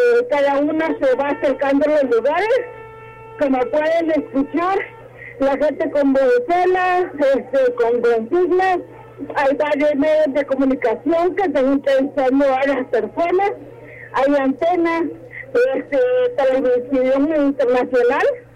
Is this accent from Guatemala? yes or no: yes; Guatemala; como guatemaltecos, vamos a aprovechar la oportunidad que nos da la coyuntura